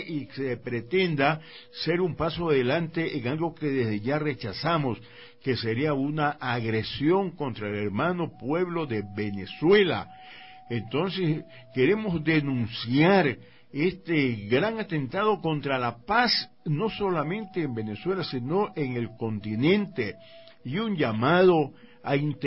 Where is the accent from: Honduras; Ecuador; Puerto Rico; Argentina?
Ecuador; yo como ecuatoriano siento vergüenza